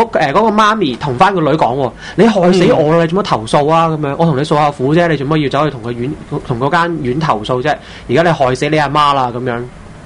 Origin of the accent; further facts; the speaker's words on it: Hong Kong; 那個情況同我哋香港人一模一樣咯